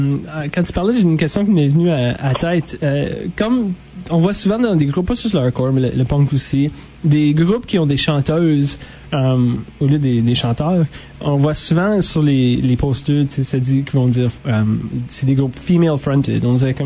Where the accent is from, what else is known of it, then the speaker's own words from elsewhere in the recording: Ottawa, Ontario, Canada; moi je viens d'Ottawa